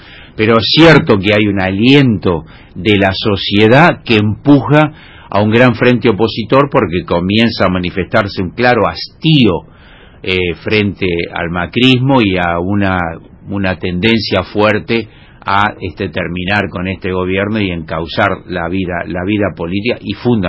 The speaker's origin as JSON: {"language": "Spanish", "country": "Argentina", "said": "estamos dispuestos a militar más que nunca para que eso ocurra como argentinos y como latinoamericanos"}